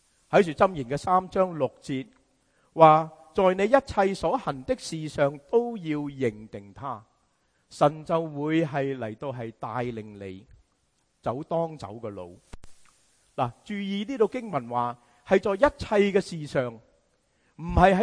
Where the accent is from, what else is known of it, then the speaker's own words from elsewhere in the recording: China; 我们中国人说靠山靠山